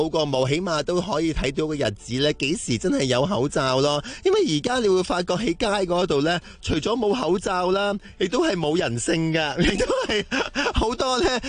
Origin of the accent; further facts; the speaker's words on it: Hong Kong; 希望你继续努力，我哋香港人会多谢你噶。